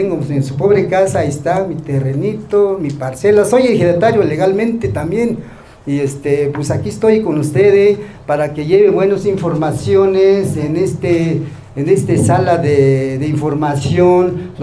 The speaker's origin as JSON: {"language": "Spanish", "town": "San Ildefonso", "country": "Mexico", "tie": "born or raised there", "said": "Sí, soy nativo de San Ildefonso, yo nací en San Ildefonso. Nací honestamente en una cuna de Ayate, allá en la comunidad de San Ildefonso. Nosotros hablamos la lengua ñañú"}